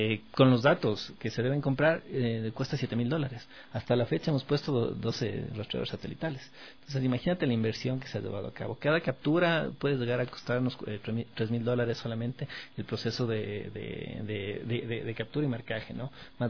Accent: Ecuador; Yo lo que les pido es que como ecuatorianos seamos conscientes

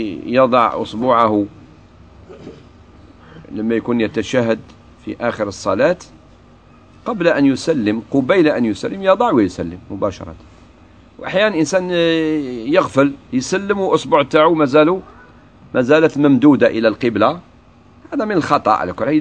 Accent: Algeria; وخاصة في بلادنا الجزائر

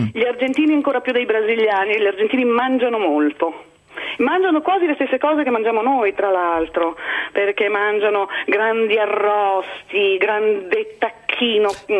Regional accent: Liguria, Italy; io sono ligure e a Natale si mangia il capomagro e la sacrepantina

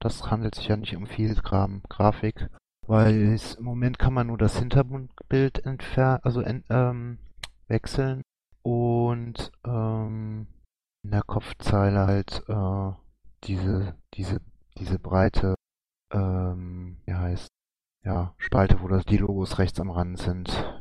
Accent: Eupen, Wallonia, Belgium; born there; Eupen. Das ist auch eine Stadt in Ostbelgien, wo ich geboren bin im Übrigen

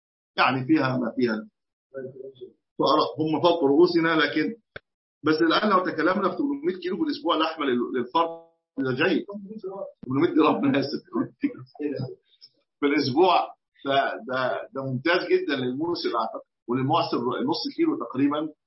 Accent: Egypt; أصل الرطل كان عندنا في مصر كمان قديما كان الرطل

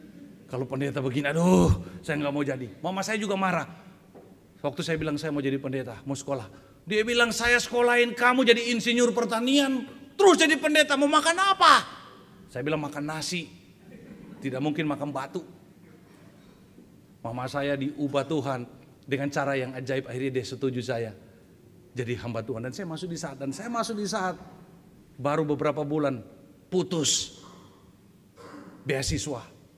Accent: Central Sulawesi, Indonesia; Karena saya tahu di Indonesia Timur, kita orang Indonesia Timur ya, saya dari Sulawesi Tengah.

